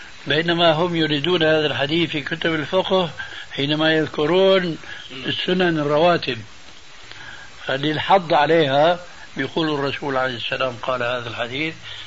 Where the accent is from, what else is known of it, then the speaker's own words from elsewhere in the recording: Syria; كما يقولون عندنا في سوريا